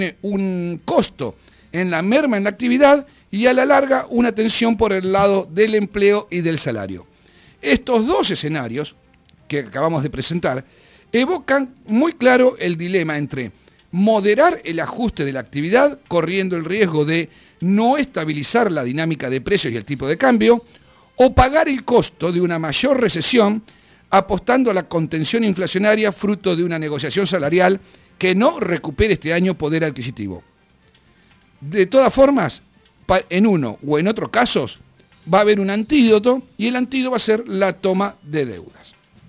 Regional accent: Argentina; como consumidores, como argentinos

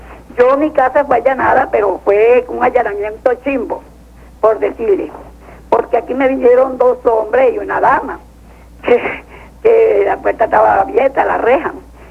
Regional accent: Miranda, Venezuela; Yo soy Mirandina.

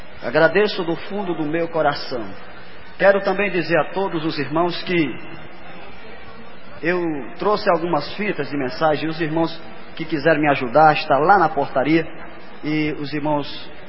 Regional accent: Ceará, Brazil; eu sou de uma região lá do Nordeste e sei muito bem o que é um pavio, porque eu sou da roça lá do Nordeste do Ceará e morava lá no meio da roça. E lá não tem energia elétrica não, viu? Era na base da lamparina.

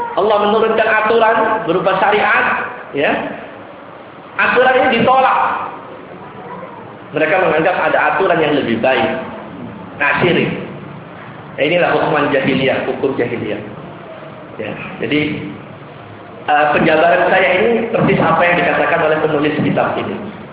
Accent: Surabaya, East Java, Indonesia; daerah saya itu, Ampel sana itu, makam Sunan Ampel itu.

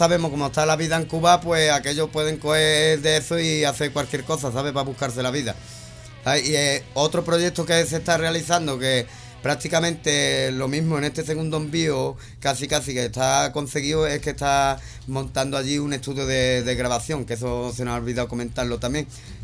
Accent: Cádiz, Andalusia, Spain; ya sabéis que vengo de Cádiz

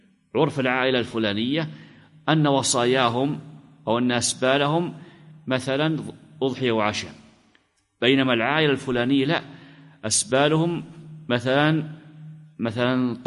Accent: Najd, Saudi Arabia; مثل عادة البلد عندنا في نجد

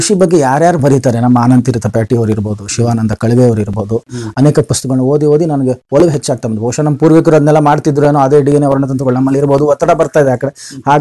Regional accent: Bangalore, Karnataka, India; ನಮ್ಮ ತಂದೆಯವರು ಉದ್ಯೋಗ ನಡೆಸಿ ಬೆಂಗಳೂರಿಗೆ ಬಂದ್ರು, ಕಸ್ಟಮ್ಸ್ ಅಲ್ಲಿ ಅವರು ಗೆಸ್ಟ್ ಆಫೀಸರ್ ಆಗಿ ಕೆಲಸ ಮಾಡಿದ್ರು. ಮತ್ತೆ ನಾವು ಹುಟ್ಟಿದ್ದು ಬೆಳೆದಿದ್ದೆಲ್ಲ ಬೆಂಗಳೂರಲ್ಲೇ.

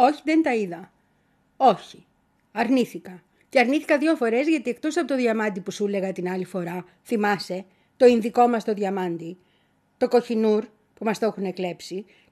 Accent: Greece; Και μας συμφέρει αυτό και ως Έλληνες, να σου πω, για τα μάρμαρα, ξέρεις.

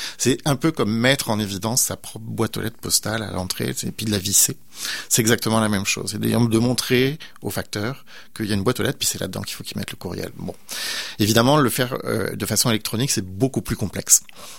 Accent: France; moved away; moi, je viens de France, je suis immigrant français.

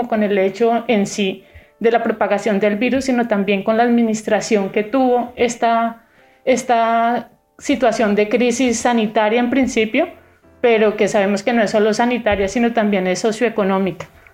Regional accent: Colombia; now in Granada, Spain; he estado muy conectada no solamente con mi ciudad de origen, sino también con diferentes ciudades de las que provienen o venimos la mayoría de colombianos que migramos hacia España y hacia Granada.

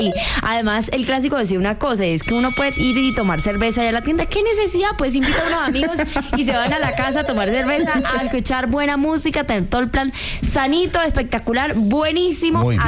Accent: Montería, Córdoba, Colombia; now in Bogotá, Colombia; yo que vengo de Montería, pues en Montería no hay muchas tiendas de barrio.

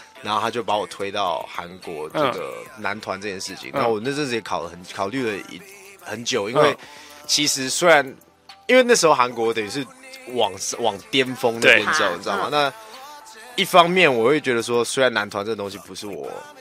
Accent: Taipei, Taiwan; also born or lived in Los Angeles, United States; 我是在台湾长大的，我是从 LA 出生之后，大概一两岁之后就回来台湾

